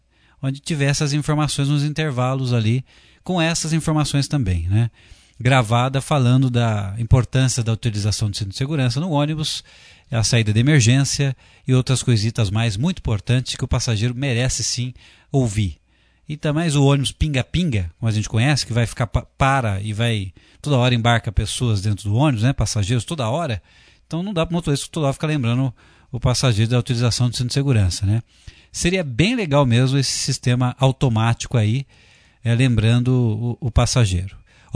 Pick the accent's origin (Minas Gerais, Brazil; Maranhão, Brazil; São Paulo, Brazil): São Paulo, Brazil; Franca; saudade da minha terra querida também de Franca, Batatais, Claraval